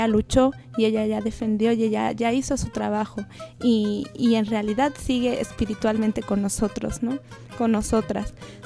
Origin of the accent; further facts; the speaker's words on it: Mexico; De repente como mexicanos nos sentimos también lejos de los vecinos